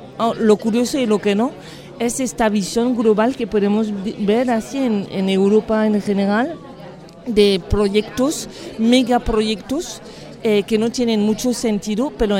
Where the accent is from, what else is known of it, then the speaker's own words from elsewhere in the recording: France; como yo soy de Francia